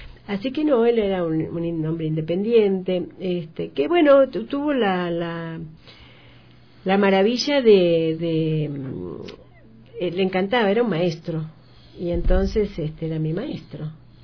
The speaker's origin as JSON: {"language": "Spanish", "town": "Bahía Blanca", "region": "Buenos Aires Province", "country": "Argentina", "tie": "born there", "said": "Bueno, nací en Argentina hace ya unos cuantos años, que no creo que vengan al caso. Y nací en una ciudad que se llama Bahía Blanca"}